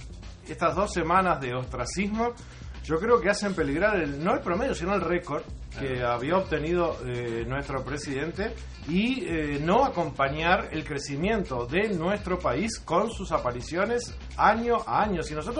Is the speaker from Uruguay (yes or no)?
yes; Uruguay; Y yo creo que no debemos, como uruguayos.